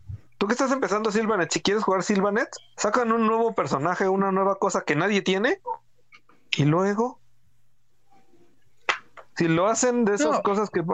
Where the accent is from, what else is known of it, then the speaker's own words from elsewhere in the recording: Mexico; Como buenos mexicanos, vamos a estar mentando madres 2 semanas.